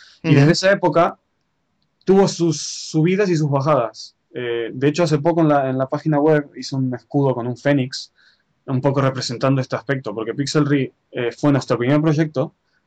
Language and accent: Spanish; Argentina; also born or lived in Spain; now in Japan; Yo soy nacido en Argentina, he vivido en España ya unos 12 años, Bueno, mi familia viene de parte española e italiana. Y realmente estoy viviendo en Japón ahora mismo, pero estoy en Valencia por problemas de papeles